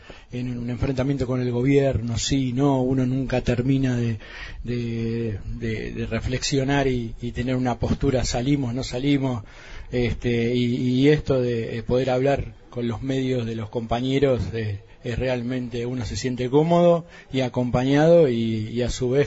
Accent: Bariloche, Río Negro, Argentina; Bueno, yo soy de Bariloche

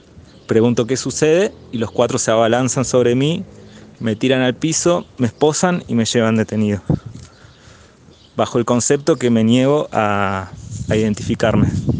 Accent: Fiambalá, Catamarca, Argentina; soy de Fiambalá, Catamarca. Tengo 27 años, soy cineasta y comunicador social.

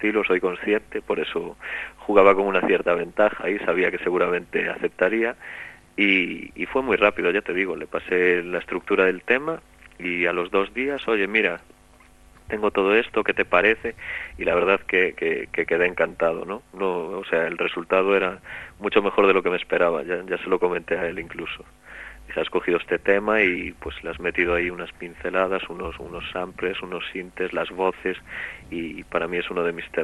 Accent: Galicia, Spain; yo soy gallego y entonces pues me es mucho más cercano

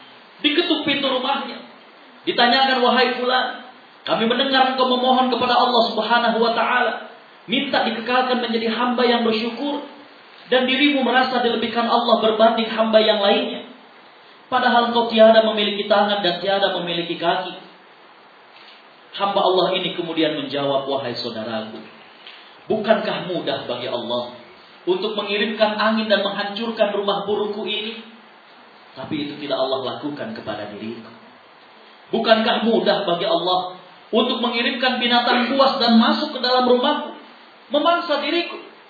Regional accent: Jakarta, Indonesia; born there; anak kelahiran Jakarta 2 Agustus tahun 76.

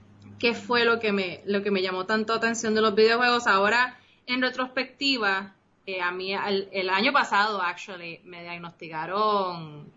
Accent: Puerto Rico; accent: Costa Rican; also born or lived in Costa Rica; yo soy costarricense, yo nací en Costa Rica, tengo toda una vida viviendo en Puerto Rico, pero si mi acento suena medio extraño a veces, porque de momento se me sale la pronunciación costarricense.

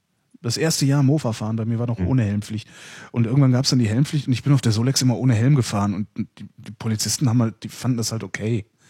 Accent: North Rhine-Westphalia, Germany; In der Nähe von Köln, 20 Kilometer von Köln entfernt.

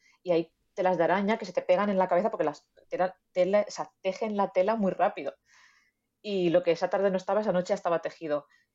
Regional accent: Venta del Moro, Valencian Community, Spain; Mi pueblo es Venta del Moro y está allí.

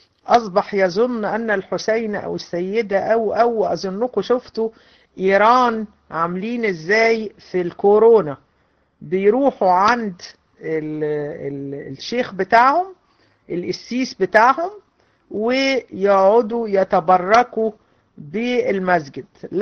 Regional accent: Egypt; احنا عندنا في مصر تلاقي القبور

